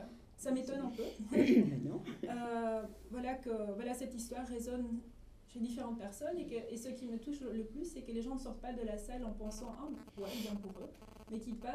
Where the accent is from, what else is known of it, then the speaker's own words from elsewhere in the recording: Belgium; moi en grandissant, majoritairement en Belgique